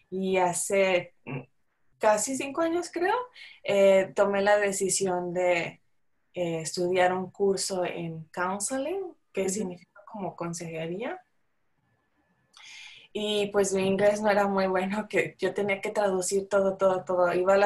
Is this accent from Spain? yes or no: no; San Luis Potosí, Mexico; porque yo soy de San Luis Potosí